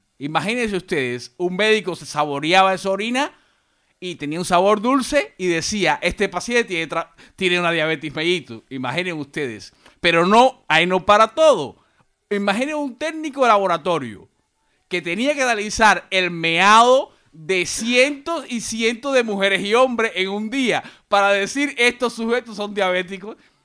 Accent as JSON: {"language": "Spanish", "country": "Cuba", "said": "yo soy cubano y provengo de un país azucarero."}